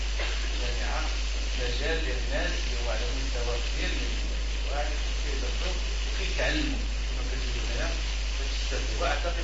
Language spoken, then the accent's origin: Arabic; Morocco; نحن شعب مغربي، كلنا مسلمون